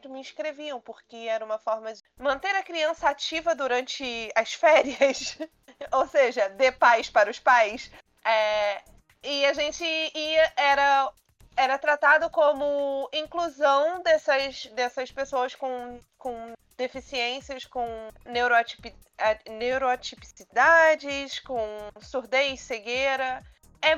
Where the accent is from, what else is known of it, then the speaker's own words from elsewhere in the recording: Nova Iguaçu, Rio de Janeiro, Brazil; Eu sou de Nova Iguaçu, pra quem não conhece o estado do Rio, mas eu cresci no mesmo bairro que tinha um CIEP